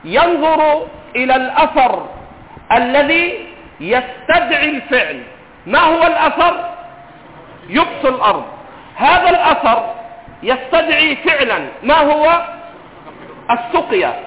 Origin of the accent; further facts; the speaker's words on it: Egypt; accent: Egyptian; نضرب على كلام العرب ونضرب على لهجتنا المصرية